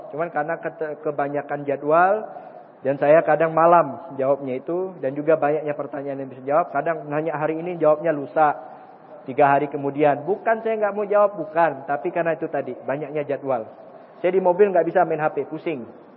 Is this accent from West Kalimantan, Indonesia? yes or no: yes; Pontianak, West Kalimantan, Indonesia; ini pertama kali saya datang ke Riau ini, Kabupaten Siak ini. Saya dari Pontianak